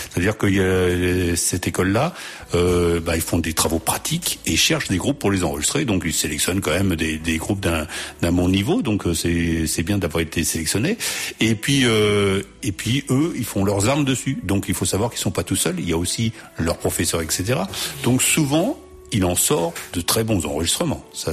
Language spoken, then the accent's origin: French; France; accent: French; c'était The Wilds avec … voilà, avec mon accent français.